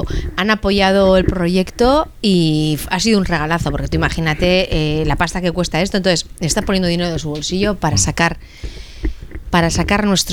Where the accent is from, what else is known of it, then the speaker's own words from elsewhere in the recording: Eibar, Basque Country, Spain; Y Gastelupeco está cerca de mi pueblo de Eibar.